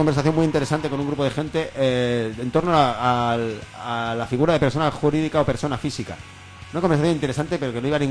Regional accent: Spain; Es que soy español, tío.

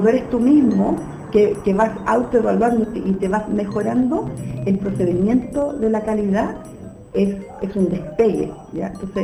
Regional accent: Puente Alto, Santiago Metropolitan Region, Chile; Quiero saludar a todos los puentealpinos, porque es mi tierra, es mi pueblo

